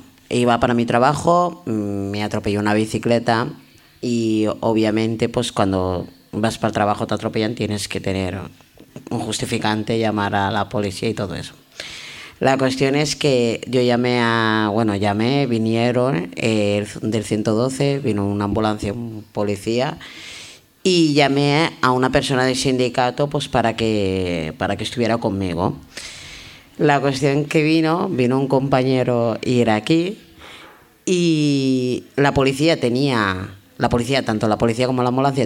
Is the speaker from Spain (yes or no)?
yes; Spain; Soy española. O sea, que si a mí me quieren mandar de vacaciones pagadas, yo encantada, pero soy española, ¿sabes?